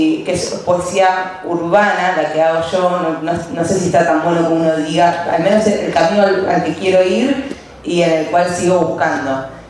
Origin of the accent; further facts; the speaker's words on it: Quilmes, Buenos Aires Province, Argentina; yo soy de Quilmes